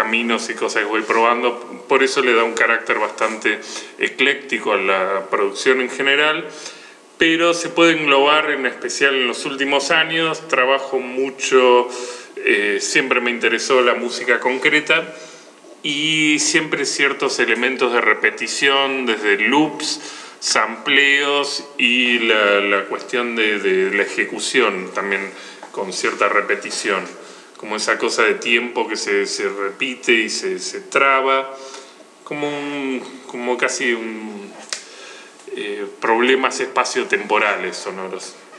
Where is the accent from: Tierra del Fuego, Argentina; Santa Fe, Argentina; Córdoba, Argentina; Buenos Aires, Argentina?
Buenos Aires, Argentina; soy oriundo de CABA, Capital Federal, la provincia de Buenos Aires.